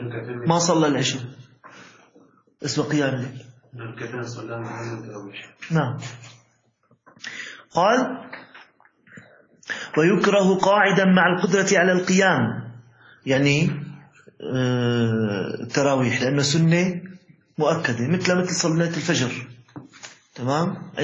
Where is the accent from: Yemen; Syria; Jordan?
Syria; كان عندنا في الشام موجود يعني بعض المساجد يختم ختمتين وثلاث ختم